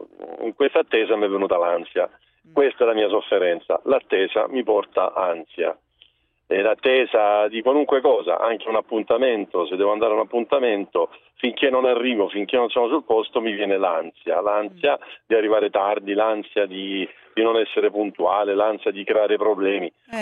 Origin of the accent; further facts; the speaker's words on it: Lecce, Apulia, Italy; In realtà io sono di Lecce, non sono di Ravenna, sto andando a Ravenna.